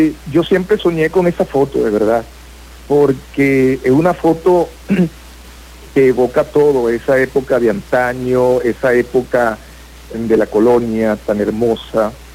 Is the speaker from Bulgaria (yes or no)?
no; Coro, Falcón, Venezuela; born there; Yo nací aquí en Coro